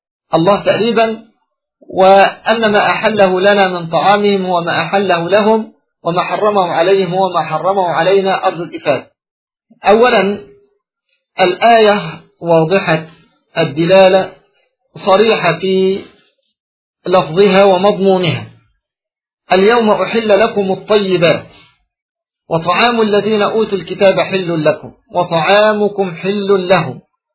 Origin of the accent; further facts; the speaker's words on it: Egypt; عندنا في مصر